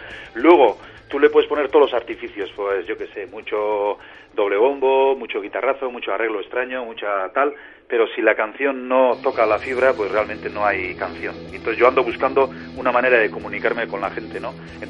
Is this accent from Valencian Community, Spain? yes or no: no; Basque Country, Spain; first language Basque; Spanish is a second language; El euskera, sí.